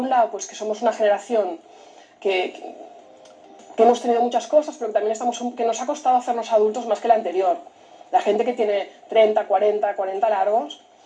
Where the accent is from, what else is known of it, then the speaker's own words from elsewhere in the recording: Barcelona, Catalonia, Spain; born there; Yo nací en Barcelona, pero es el sitio donde vuelvo siempre